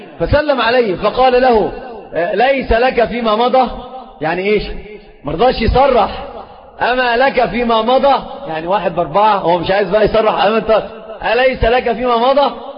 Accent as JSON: {"language": "Arabic", "country": "Egypt", "said": "سيب بورسعيد دي في القاهرة يعني عندنا في مصر"}